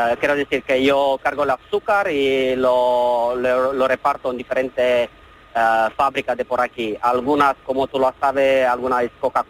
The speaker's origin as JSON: {"language": "Spanish", "country": "Romania", "also_born_or_lived": "Almería, Spain", "second_language": "Spanish", "lives_now": "Spain", "said": "Mi pasaporte es de Rumanía, que soy rumano, pero bueno, como he dicho, he sido residente en España, soy residente en España."}